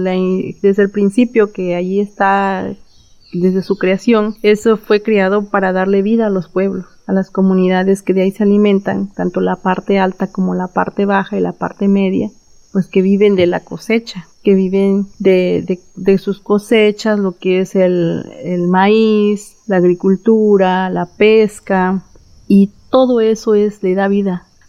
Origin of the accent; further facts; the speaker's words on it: Villa de Tututepec, Oaxaca, Mexico; Yo soy de la Comunidad de la Luz. Pertenezco al municipio de Villa de Tututepec.